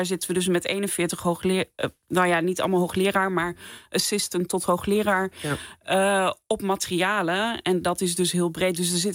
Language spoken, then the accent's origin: Dutch; Apeldoorn, Gelderland, Netherlands; Ik heb in Utrecht gestudeerd. Ik kom zelf van de Veluwe. Ik ben in Apeldoorn opgegroeid.